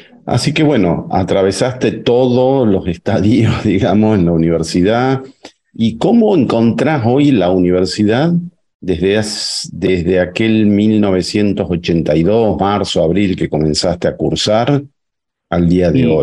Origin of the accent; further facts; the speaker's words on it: Tucumán, Argentina; moved away; yo te hablo como tucumano, que ya vivo acá hace muchos años